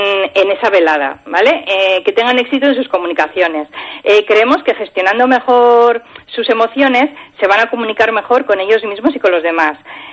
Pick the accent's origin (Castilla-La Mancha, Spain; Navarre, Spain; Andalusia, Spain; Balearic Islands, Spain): Navarre, Spain; Pamplona; bueno, yo soy de Pamplona, ¿vale? Por nuestra mentalidad pues igual nos choca un poco el acudir a este tipo de encuentros.